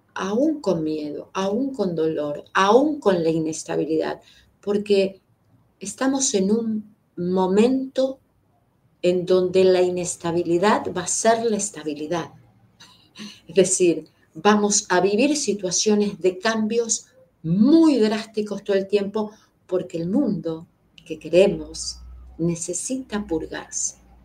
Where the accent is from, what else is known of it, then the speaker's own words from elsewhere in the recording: Argentina; born there; tenemos que empezar a reconciliarnos con los que nacimos acá en Argentina, con esa gran madre que es Argentina